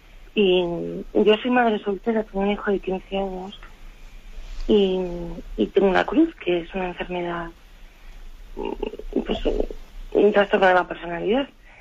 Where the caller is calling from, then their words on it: Madrid, Community of Madrid, Spain; de Madrid.